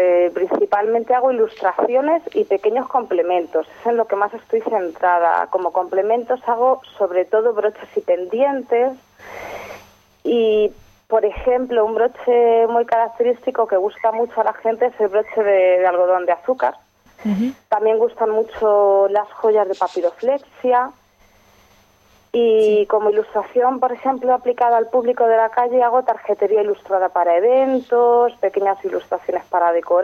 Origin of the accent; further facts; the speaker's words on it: Toledo, Castilla-La Mancha, Spain; somos muchos diseñadores toledanos que estamos fuera porque no encontramos sitio para nuestra actividad en nuestra ciudad.